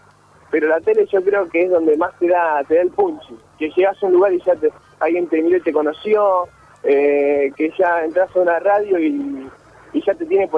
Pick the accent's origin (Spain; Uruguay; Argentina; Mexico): Argentina; Trenque Lauquen, Buenos Aires Province; yo vine de Trenquelauca, no conocí un subte